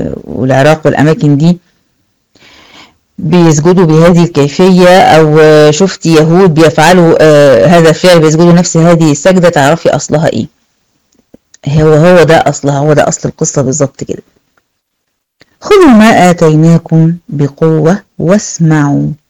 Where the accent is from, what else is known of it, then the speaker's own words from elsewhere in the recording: Egypt; حتى عندنا في مصر شغالين شغل جامد